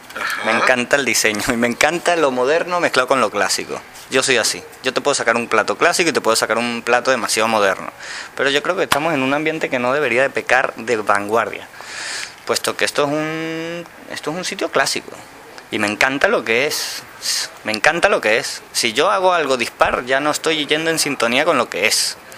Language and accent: Spanish; France; Yo vengo de Francia también, ojo al dato.